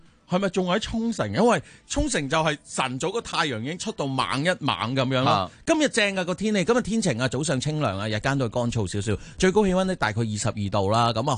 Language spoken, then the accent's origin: Cantonese; Hong Kong; 同埋我哋香港人又系啦，即系香港有就唔馨香